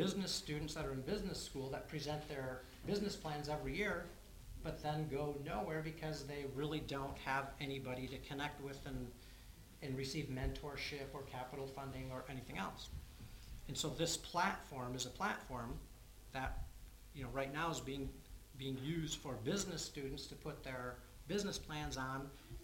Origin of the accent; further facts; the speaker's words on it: United States; now in Berlin, Germany; I grew up in America where everybody is just inherently raised.